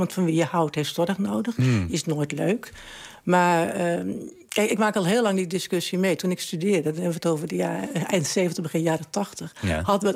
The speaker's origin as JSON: {"language": "Dutch", "country": "Netherlands", "said": "Dus wij zijn als Nederlanders, als mensen sowieso, een zorgzaam soort."}